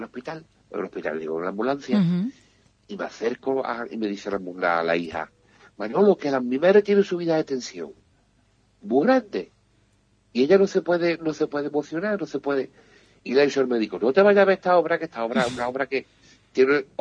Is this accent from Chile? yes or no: no; Jerez de la Frontera, Andalusia, Spain; now in Benalmádena, Spain; yo soy de Jerez, pero vivo en Benalmádena